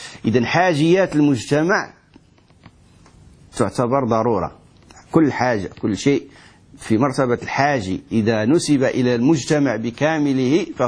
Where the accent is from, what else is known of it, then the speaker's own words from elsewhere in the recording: Morocco; احنا عندنا في المغرب يقولون عيش لا تموت